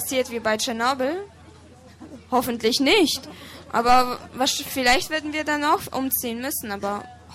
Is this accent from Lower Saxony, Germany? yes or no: no; Bremen, Germany; Höchstwahrscheinlich werde ich in Bremen weiterleben, weil das ist jetzt einfach meine Heimat. Ich bin hier aufgewachsen und ich möchte hier einfach nicht weg, weil hier sind alle meine Freunde und meine Familie.